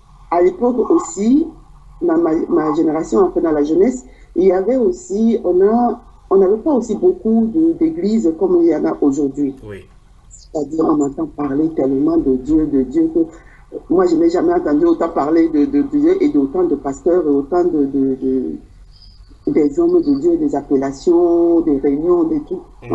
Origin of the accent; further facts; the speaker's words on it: Douala, Littoral, Cameroon; moi, de ma région de Douala, parce que j'ai grandi à Bonaprison, hein, et j'ai passé mon enfance à Bonaprison